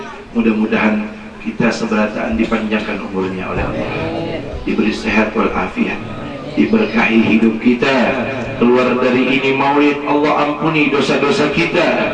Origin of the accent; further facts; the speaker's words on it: Jakarta, Indonesia; Saya datang dari Jakarta